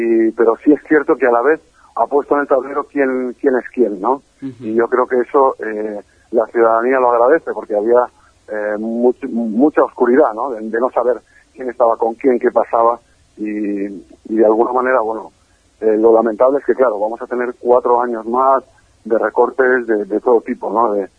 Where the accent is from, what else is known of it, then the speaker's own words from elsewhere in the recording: Catalonia, Spain; con Gabriel Rufián comparto muchas cosas, entre ellas que los dos somos catalanes. Uh-huh. Y los dos somos hijos de españoles.